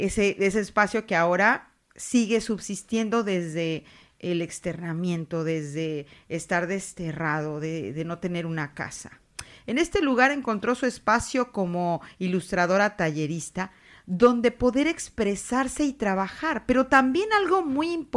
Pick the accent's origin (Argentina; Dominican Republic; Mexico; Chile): Mexico; now in Zaragoza, Spain; cuando yo llegaba aquí a esta tierra, a Zaragoza, y para mí todo era nuevo, todo era diferente a mi cultura de origen, yo soy mexicana